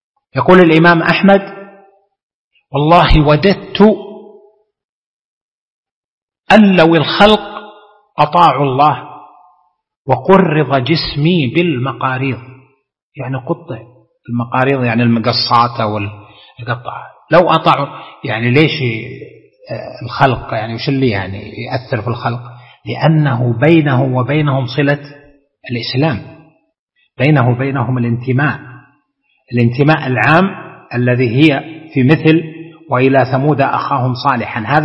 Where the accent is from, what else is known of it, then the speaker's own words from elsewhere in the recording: Saudi Arabia; أقوى قوة عندنا في المملكة العربية السعودية